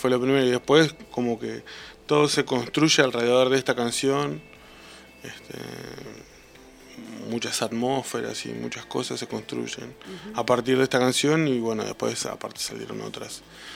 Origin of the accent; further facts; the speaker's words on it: Patagonia, Argentina; Como que se relaciona la música con el norte, y siendo que venimos de la Patagonia, es medio raro.